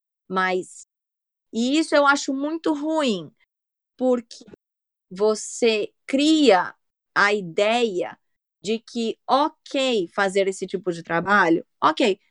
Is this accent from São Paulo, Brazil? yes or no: yes; São Paulo, Brazil; aqui no Brasil, pelo menos da onde eu sou, de São Paulo